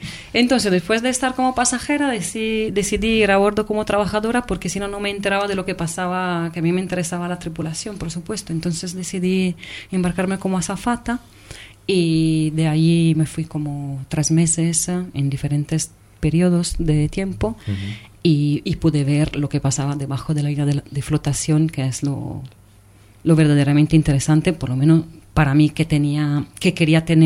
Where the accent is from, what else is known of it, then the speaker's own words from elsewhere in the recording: Venice, Veneto, Italy; Yo soy, repito, soy de Venecia